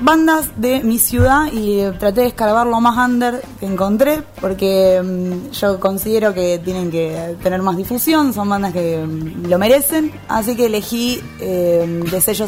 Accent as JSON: {"language": "Spanish", "town": "Rosario", "region": "Santa Fe", "country": "Argentina", "said": "Vengo de Rosario"}